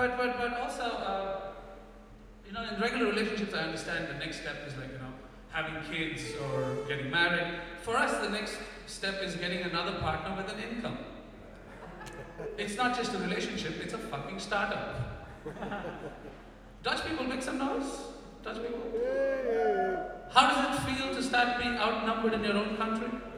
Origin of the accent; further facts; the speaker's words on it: India; because I'm from India and silence is gold.